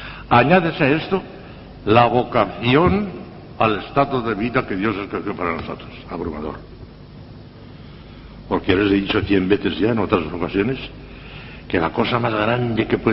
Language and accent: Spanish; Valencian Community, Spain; Y me fui a Valencia, que era la capital de mi reino, yo soy valenciano